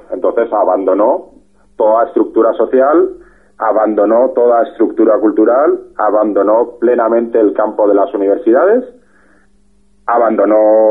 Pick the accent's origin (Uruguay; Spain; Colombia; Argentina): Spain; como españoles que somos, nos duele todo